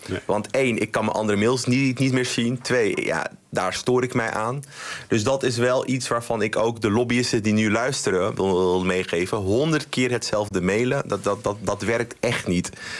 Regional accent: Amsterdam, North Holland, Netherlands; nou, ik ben een Amsterdammer.

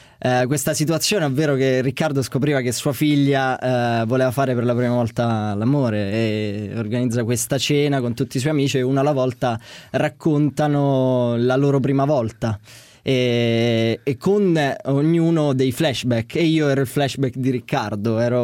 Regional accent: Villa Magna, Abruzzo, Italy; moved away as an adult; now in Rome, Italy; Villa Magna è un paesino che sta in collina. Poi la mia famiglia ha un'attività in montagna, quindi sì, sono le mie due case, diciamo. A 18 anni sono arrivato a Roma

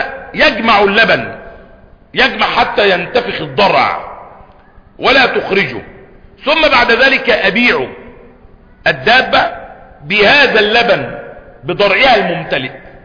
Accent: Egypt; الناس عندنا في مصر اللي بيأكل شعير ولا بيأكل تمر يوم العيد

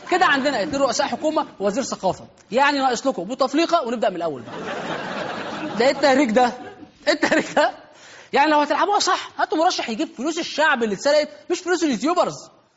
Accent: Egypt; او زي ما عندنا في مصر موسى

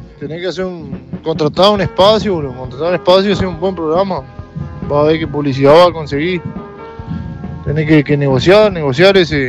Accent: Uruguay; La gente en el Uruguay anda en cuatro ruedas, menos nosotros que somos los del Empalme

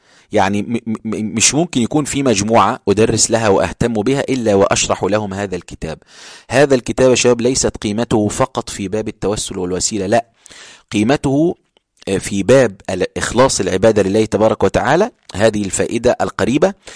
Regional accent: Upper Egypt, Egypt; كنت بروح عندنا في الصعيد أو في القاهرة

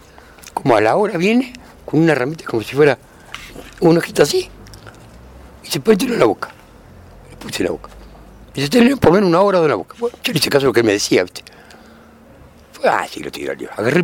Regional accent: Argentina; el clásico porteño, como somos argentinos

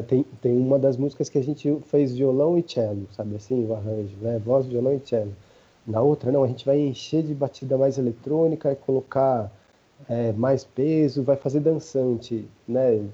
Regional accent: São Paulo, Brazil; sendo paulista, sendo de região periférica

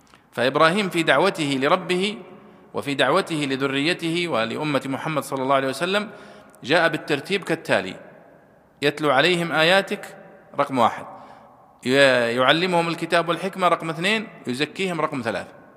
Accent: Saudi Arabia; ثم حولوها عندنا في السعودية وزارة التربية والتعليم وفرحنا بذلك

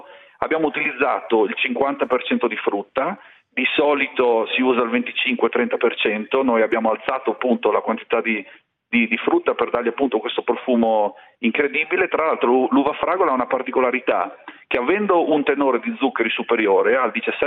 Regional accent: Friuli-Venezia Giulia, Italy; io sono friulano, dalle mie parti si è sempre chiamata fragola

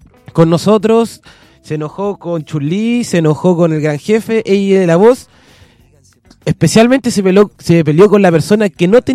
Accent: Talca, Maule, Chile; Darío del 8 nos dice que soy derecha porque soy de Talca.

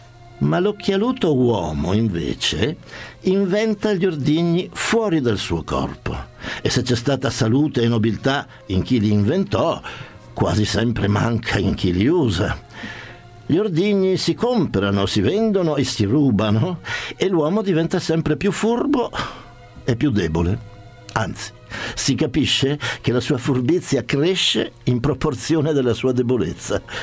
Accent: Trieste, Friuli-Venezia Giulia, Italy; in quanto io sono triestino, per cui lo adoro.

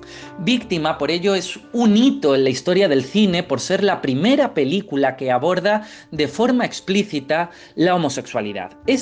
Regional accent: Torremolinos, Andalusia, Spain; Yo soy de Torremolinos, ese pueblo con tanta historia, más que la de Sol y Playa y las Suecas, ese pueblo tan encantador de la Costa del Sol malagueña.

